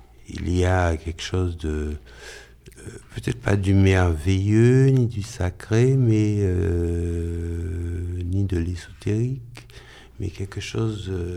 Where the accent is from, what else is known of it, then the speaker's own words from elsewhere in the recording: Fort-de-France, Martinique; Et chez moi, à Fort-de-France, il y a une très belle bibliothèque.